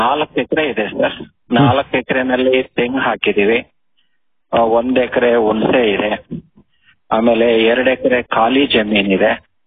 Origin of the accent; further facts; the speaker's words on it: Chikkanaramangala, Karnataka, India; ನಾನು ತುಮಕೂರಿನಲ್ಲಿ ಇದ್ದೇನೆ. ನಮ್ಮ ಊರು ಚಿಕ್ಕನಾರಮಂಗಲ ಗ್ರಾಮ, ಬೆಳ್ಳಾವಿ ಸೋಮಲಿ, ಆಮೇಲೆ ತುಮಕೂರು ತಾಲೂಕು ಮತ್ತೆ ತುಮಕೂರು ಡಿಸ್ಟಿಕ್ಗೆ ಬರುತ್ತೆ ಇದು. ಸೊ ನನಗೆ ಈಗ 55 ವರ್ಷ.